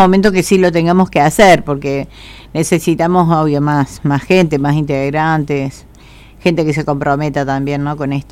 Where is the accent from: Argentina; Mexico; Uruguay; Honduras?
Argentina; hubo como una especie de plan de blanqueamiento de nuestra argentinidad